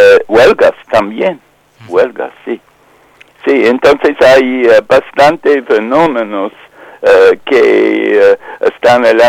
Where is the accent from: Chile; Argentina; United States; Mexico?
United States; now in Spain; Sí, y ese como joven norteamericana me interesa mucho esta interpretación que nunca he escuchado en este país